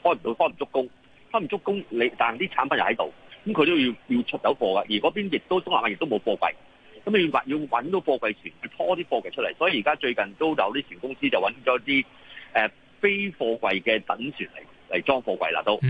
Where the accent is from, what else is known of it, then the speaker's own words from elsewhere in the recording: Hong Kong; 我们香港人